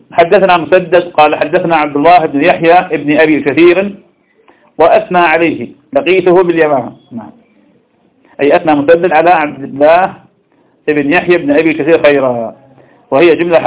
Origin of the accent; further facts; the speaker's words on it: Ramadi, Al Anbar, Iraq; كان شاف عندنا في الرمادي